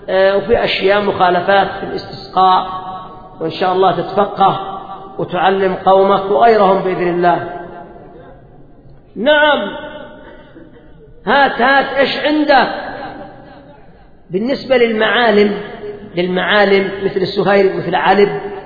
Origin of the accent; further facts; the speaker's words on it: Yemen; الآن مثلا عندنا في اليمن المعتاد أن الأمطار تأتي في الصيف وفي الخريف